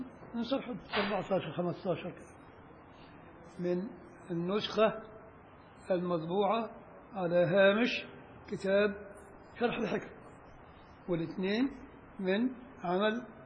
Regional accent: Upper Egypt, Egypt; أنا صعيدي عشان ما حدش يزعل، بس الصعيدة لا يعترفون بنا، ولك الصعيد فوق، تروح لغاية المليون الصعيد فوق، فين بقى؟ احنا في بني سويف

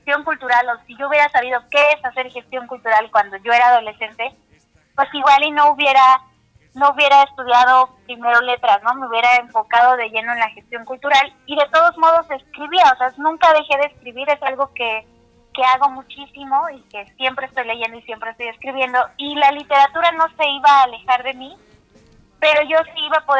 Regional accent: Taxco, Guerrero, Mexico; organizando actividades en Taxco, que es de donde soy.

